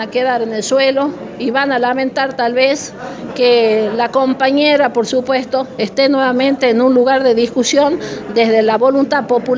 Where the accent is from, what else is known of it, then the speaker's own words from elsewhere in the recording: Argentina; no podemos soportar nosotros, por ejemplo, como argentinos